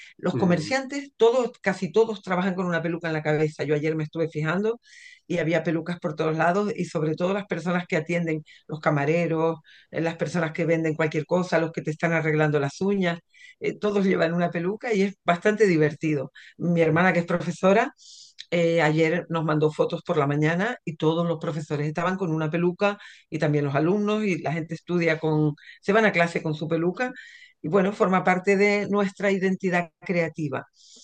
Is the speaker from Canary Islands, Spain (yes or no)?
yes; La Palma, Canary Islands, Spain; Yo soy de La Palma y yo quiero celebrar mis indianos.